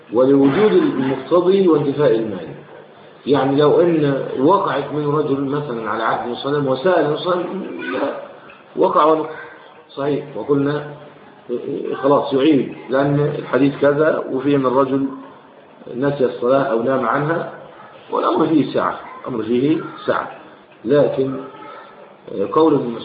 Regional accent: Egypt; يعني هل يقال عندنا في مصر 100 مليون بني ادم؟

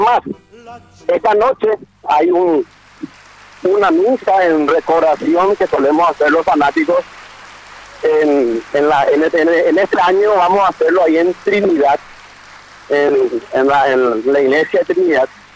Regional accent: Paraguay; nosotros como paraguayos

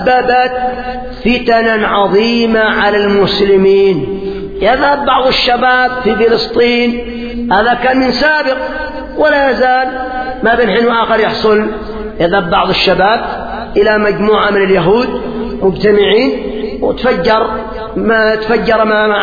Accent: Yemen; الثورة التي قيمت عندنا باليمن

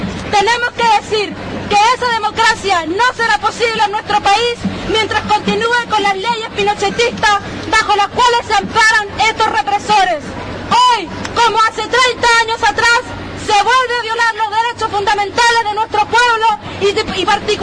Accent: Chile; moved away; como chilenos que vivimos en el extranjero por no poder acceder a una educación en nuestro país

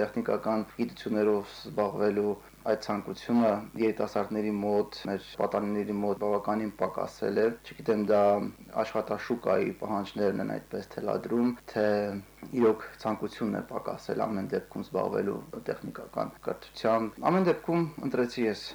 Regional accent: Serher, Armenia; Ծնվել եմ ես Սերհերում, այնտեղ եմ միջնակարգս ավարտել, այնտեղ եմ անցկացրել իմ ամենահետաքրքիր, ամենաբովանդակալից օրերը։

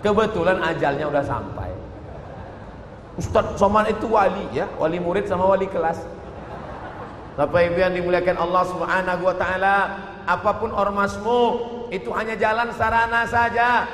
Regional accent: Riau, Indonesia; Saya dari Riau, sampai.

